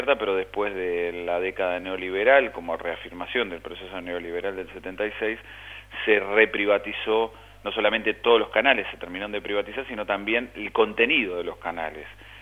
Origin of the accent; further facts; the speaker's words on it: Argentina; la primera y llana es la que todos como argentinos estamos viviendo